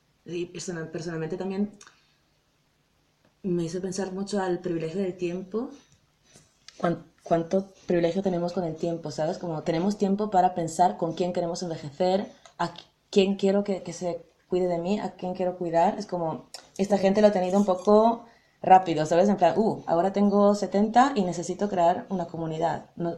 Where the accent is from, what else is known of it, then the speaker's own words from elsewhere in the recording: Italy; Spanish is a second language; empezamos con Alemania y Holanda, que es donde vivimos nosotras, y luego, al principio, por ejemplo, Italia, que somos las dos italianas